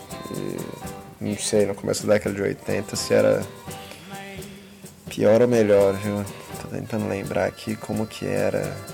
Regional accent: Cubatão, São Paulo, Brazil; born there; minha cidade natal, inclusive. Pois é, eu nasci em Cubatão.

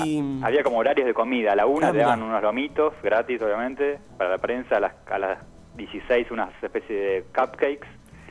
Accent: Argentina; yo soy argentino

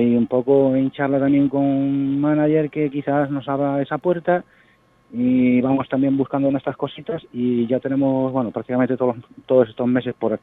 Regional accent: Chiclana, Andalusia, Spain; nosotros somos de Chiclana

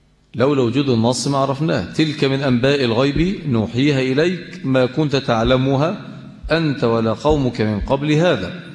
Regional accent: Mansoura, Dakahlia, Egypt; عشان احنا عندنا في المنصوره ونواحي بتاعتنا ديت عندنا نظام تاني

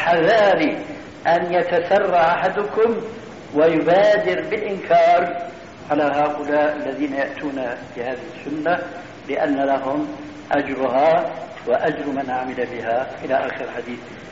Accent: Syria; نضربها كما يقولون عندنا في الشام اللاوي

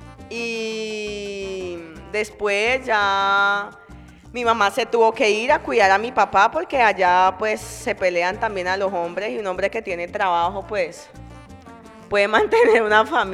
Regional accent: Chocó, Colombia; gringo me devolvió al Chocó. Me casé con un gringo y vivimos, y fue mi primera experiencia de vivir en mi pueblo ya mucho tiempo

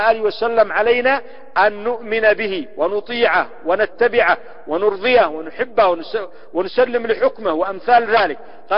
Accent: Yemen; وهكذا كالحياة عندنا في اليمن،

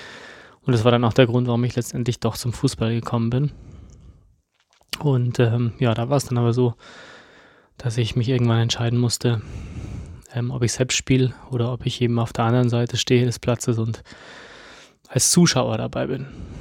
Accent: Munich, Bavaria, Germany; ich habe damals ja in München gewohnt, ich bin in München groß geworden

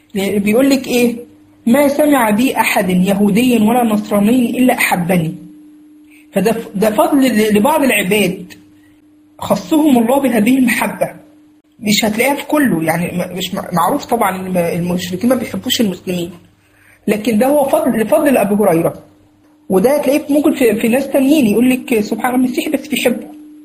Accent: Egypt; مش عارف بقى عندكم بقى في البلاد التانية بيسموا ايه الكلام ده، احنا عندنا دي من البدع اللي عندنا في مصر بصراحة

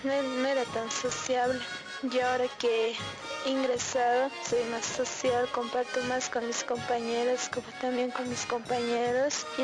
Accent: Chirapaca, La Paz, Bolivia; vengo de la comunidad de Chirapaca

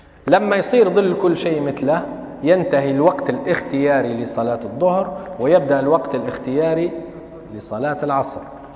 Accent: Tripoli, Tripoli District, Libya; الأوقات الأذان اللي عندنا في طرابلس من زمان

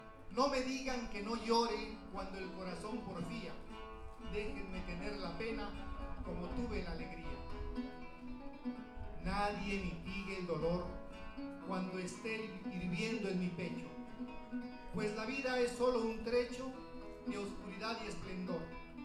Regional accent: Mexico; la cual a mi tierra mexicana llevaré con muchos momentos de alegría

